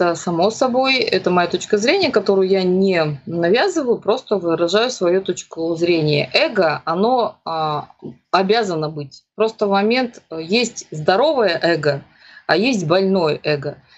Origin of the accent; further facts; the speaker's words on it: Crimea, Ukraine; поскольку я крымчанка